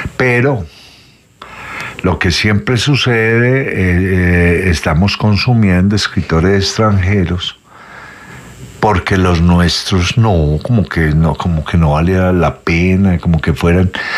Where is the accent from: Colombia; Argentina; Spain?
Colombia; Que Colombia, nosotros somos colombianos por cédula, pero estamos, esto es un montón de paisitos juntos